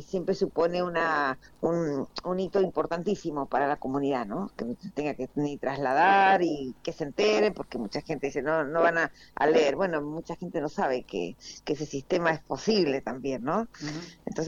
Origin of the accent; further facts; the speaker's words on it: Mendoza, Argentina; now in Buenos Aires, Argentina; yo soy mendocina, vivo en Buenos Aires hace muchísimos años, pero soy mendocina